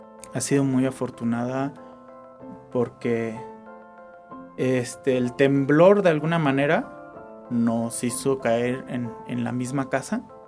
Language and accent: Spanish; Guadalajara, Jalisco, Mexico; now in Mexico City, Mexico; cómo viví la Ciudad de México desde que llegué de Guadalajara.